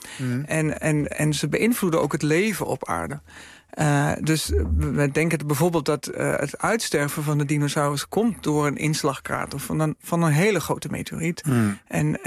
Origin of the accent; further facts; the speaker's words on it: Enschede, Overijssel, Netherlands; Ik kom oorspronkelijk uit Enschede.